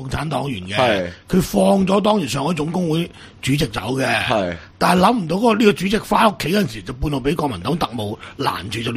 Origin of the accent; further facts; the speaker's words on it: Guangdong, China; 红队个队长就系我哋广东人